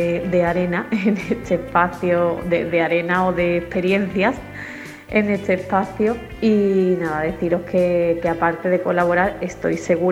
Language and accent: Spanish; Gelves, Andalusia, Spain; soy de aquí de Gelves, llevo un tiempo viviendo fuera, pero sigo siendo de aquí.